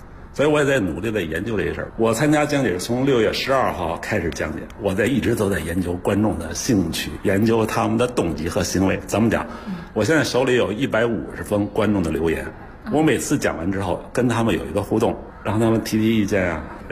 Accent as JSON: {"language": "Chinese", "region": "Beijing", "country": "China", "tie": "born or raised there", "said": "我是老北京人啊"}